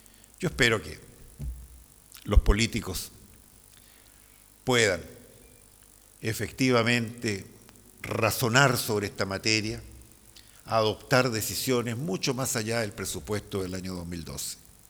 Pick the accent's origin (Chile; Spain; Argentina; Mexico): Chile; Yo tengo la esperanza como chileno de que podemos corregir rumbos